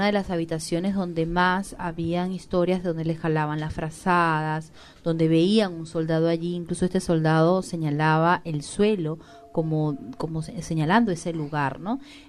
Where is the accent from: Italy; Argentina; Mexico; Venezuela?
Venezuela; yo no soy de Perú, yo soy de Venezuela y no tengo conocimiento, recién estoy conociendo la historia de Perú